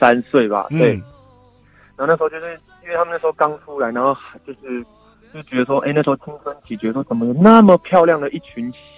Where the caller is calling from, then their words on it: New Territories, Hong Kong; 我是新界的